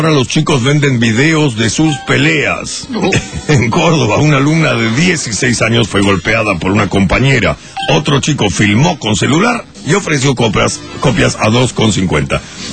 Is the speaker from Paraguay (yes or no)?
yes; Paraguay; Yo sé, soy paraguayo.